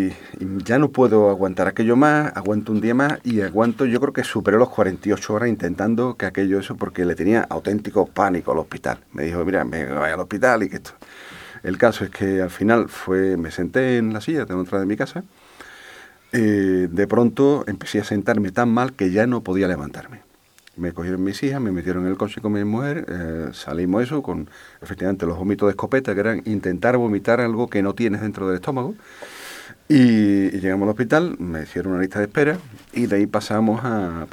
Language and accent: Spanish; Alcalá de Guadaíra, Andalusia, Spain; una discoteca que hubo en mi pueblo, en Alcalá de Guadaira